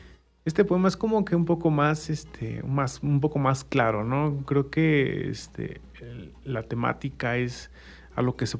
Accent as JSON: {"language": "Spanish", "country": "Mexico", "said": "un cierto sabor en el imaginario colectivo como mexicanos, ¿no?"}